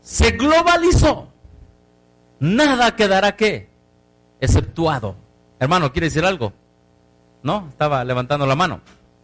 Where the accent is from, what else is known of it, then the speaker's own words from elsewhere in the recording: Mexico; como mexicano ya estoy bajo de eso.